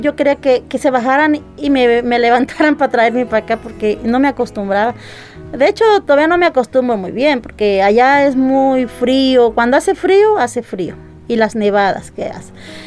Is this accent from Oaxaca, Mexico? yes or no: no; Zacualtipán, Hidalgo, Mexico; moved away as an adult; also born or lived in Otlamalacatla; now in United States; soy nativa de Otlamalacatla, Hidalgo, municipio de Tianguistengo, Hidalgo. Pero desde chiquita me trajeron para Zacualtipán, ahí me crié, ahí trabajé, estudié y de ahí pues ya me fui para Estados Unidos.